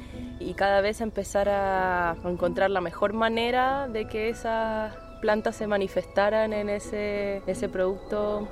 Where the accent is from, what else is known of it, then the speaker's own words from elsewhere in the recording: Buenos Aires, Argentina; trabajo con plantas. Hace varios años nací en Buenos Aires, en Argentina, muy alejada de las plantas. Me crié en la ciudad, en Capital Federal. En mi casa no había jardín.